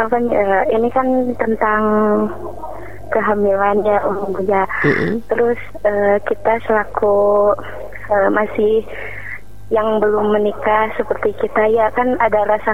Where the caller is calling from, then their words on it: Cirebon, West Java, Indonesia; dari Cirebon.